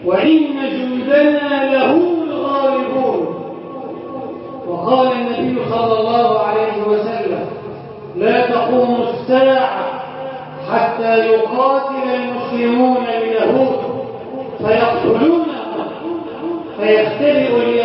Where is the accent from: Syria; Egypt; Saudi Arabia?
Egypt; اجعل بلدنا مصر امنا امانا، سخاء رخاء